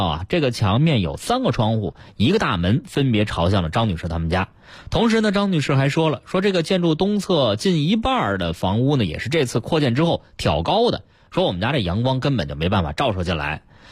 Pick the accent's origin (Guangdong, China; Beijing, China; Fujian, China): Beijing, China; 说我是标准的老北京啊，小的时候十一就是看灯